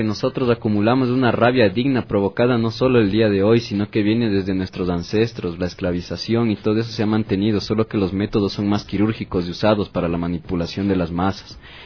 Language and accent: Spanish; Ecuador; de los sucesos que nos afectan como ecuatorianos, como ciudadanos